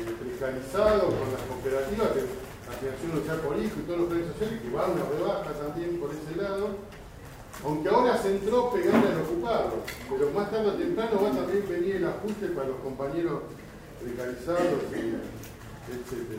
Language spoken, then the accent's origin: Spanish; La Matanza, Buenos Aires Province, Argentina; nosotros somos de La Matanza